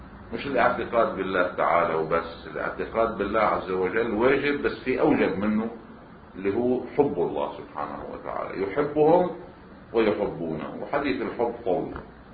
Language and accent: Arabic; Lebanon; على الطريقة السائدة عندنا بلبنان التسويات